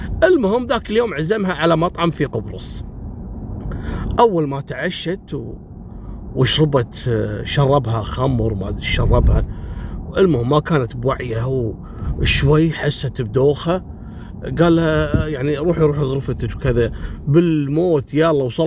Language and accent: Arabic; Kuwait; وإذا جاء يداوم في كلية الحقوق عندنا في الكويت يداوم على ويلتشير